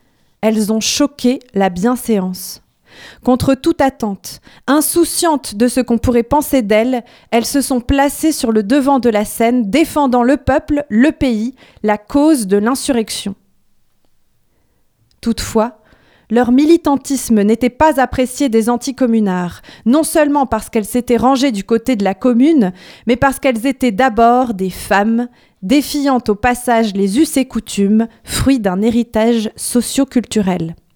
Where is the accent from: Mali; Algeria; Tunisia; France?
Tunisia; En tant que Tunisienne, j'ai été travaillée par son engagement